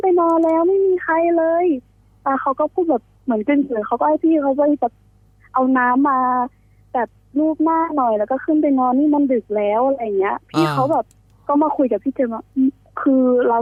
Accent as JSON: {"language": "Thai", "region": "Central Thailand", "country": "Thailand", "said": "หนูเป็นคนภาคกลาง"}